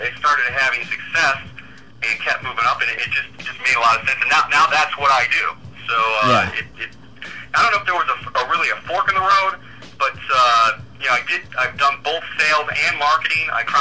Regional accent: Detroit, Michigan, United States; Yeah, it's tough because I grew up in Detroit, and it was. They're kind of the same way.

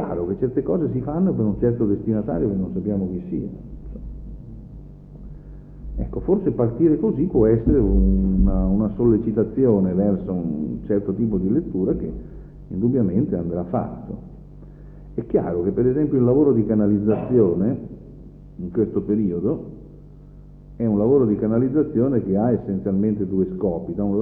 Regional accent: Piedmont, Italy; Il mio paese, in Piemonte

